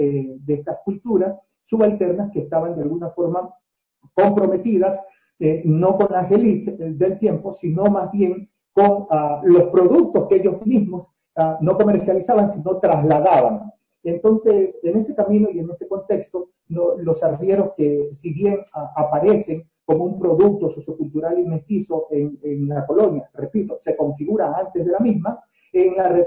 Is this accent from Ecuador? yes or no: yes; Guayaquil, Guayas, Ecuador; born there; Nací en Guayaquil y soy igual un producto, proceso y resultado mestizo.